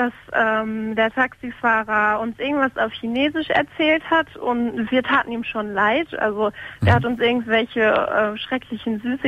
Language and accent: German; Lippstadt, North Rhine-Westphalia, Germany; now in Cologne, Germany; Aber gebürtig komme ich aus Lippstadt